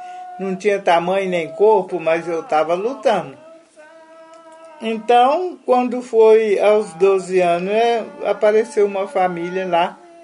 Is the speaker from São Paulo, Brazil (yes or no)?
no; São José da Lagoa, Minas Gerais, Brazil; Nasci em São José, em Curvelo, mas eu era muito pequena. Meu pai mudou de Curvelo para São José da Lagoa. Em São José da Lagoa, município de Curvelo, eu morei até os 12 anos.